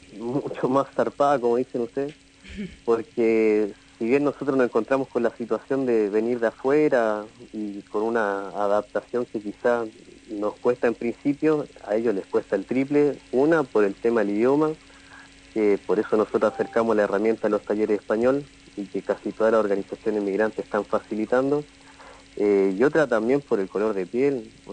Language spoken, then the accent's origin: Spanish; Chile; moved away as an adult; now in Argentina; Sí, yo soy de Chile.